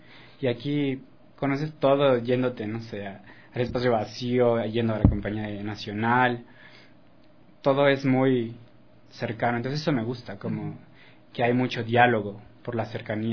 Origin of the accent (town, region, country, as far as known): Mexico; moved away as an adult